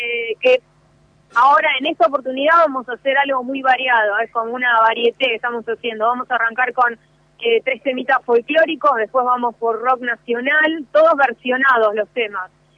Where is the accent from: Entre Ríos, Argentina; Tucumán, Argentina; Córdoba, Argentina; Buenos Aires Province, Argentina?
Buenos Aires Province, Argentina; Moreno; Todos somos de acá de Moreno.